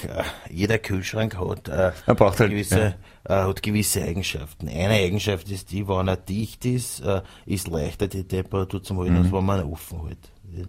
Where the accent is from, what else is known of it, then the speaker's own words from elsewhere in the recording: Vienna, Austria; ich sage immer auf gut Wiener, ich bin ein Wiener